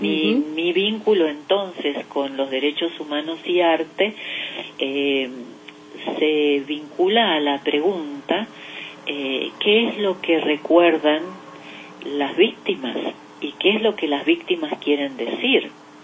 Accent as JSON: {"language": "Spanish", "country": "Argentina", "moved": "as an adult", "said": "cuando salí de Argentina, con un viaje elegido, pero luego las circunstancias se fueron dando como para que yo pudiera salir de Argentina y estudiar fuera del país"}